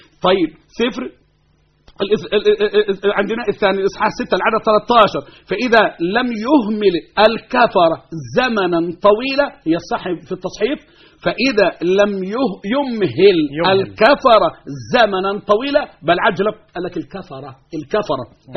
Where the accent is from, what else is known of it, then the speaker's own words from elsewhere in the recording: Egypt; احنا ابناء مصر، احنا وانتو